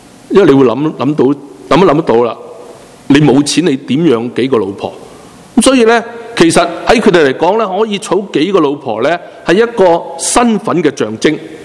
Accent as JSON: {"language": "Chinese", "country": "China", "said": "好像我们中国人一哭二闹三上吊，通常是三样吓人的，不是真的。"}